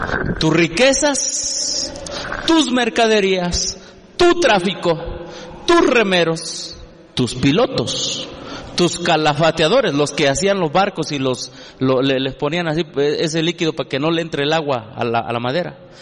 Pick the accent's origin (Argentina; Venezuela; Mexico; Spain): Mexico; Yo como mexicano protesto porque soy protestante y creo en la verdadera libertad religiosa.